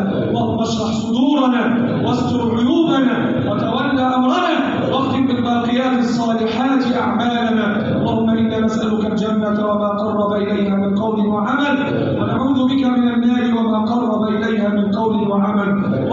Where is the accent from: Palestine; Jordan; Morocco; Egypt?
Egypt; اللهم احفظ بلادنا مصر وسائر بلاد